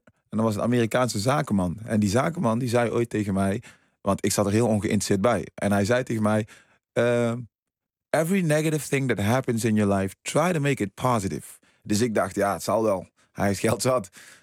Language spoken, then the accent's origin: Dutch; Suriname; now in Netherlands; Ik kom uit Suriname, ook een heel mooi land overigens. Waar toen heel veel problemen waren. Ik ben naar Nederland gekomen.